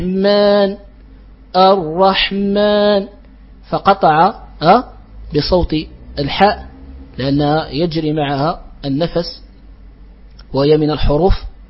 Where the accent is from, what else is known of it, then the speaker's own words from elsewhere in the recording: Morocco; وهكذا ينطقها يعني بعض الجهات عندنا في المغرب قريبة من التاء